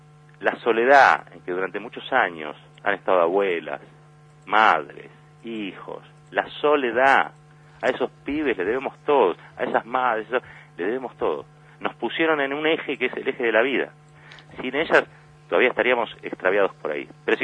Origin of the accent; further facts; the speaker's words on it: Argentina; me avergüenzan como argentino.